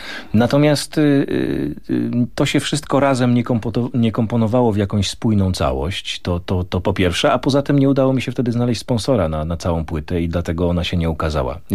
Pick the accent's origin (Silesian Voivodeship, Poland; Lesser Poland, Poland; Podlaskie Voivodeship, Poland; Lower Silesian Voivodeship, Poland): Lesser Poland, Poland; Olkusz; ja wychowałem się na blokowisku w Olkuszu, niewielkim miasteczku 40 kilometrów od Krakowa